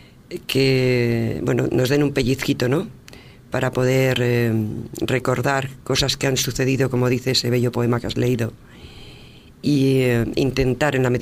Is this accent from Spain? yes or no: yes; Vitoria, Basque Country, Spain; also born or lived in Salamanca; Yo soy de origen castellana, nací en Salamanca, pero llevo desde mi primera infancia casi en Vitoria, en el País Vasco, donde pues me he desarrollado como persona, ¿no?